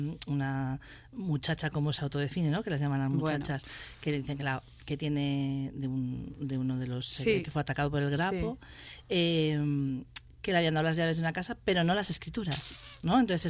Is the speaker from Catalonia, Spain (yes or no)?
no; Cantabria, Spain; Yo soy de Cantabria y eran cosas que yo no sabía.